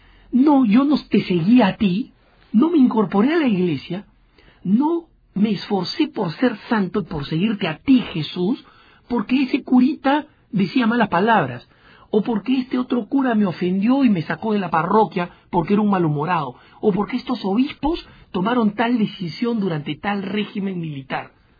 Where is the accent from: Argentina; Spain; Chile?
Argentina; also born or lived in Peru; en mi país natal, el Perú, en mi país de crecimiento también en Argentina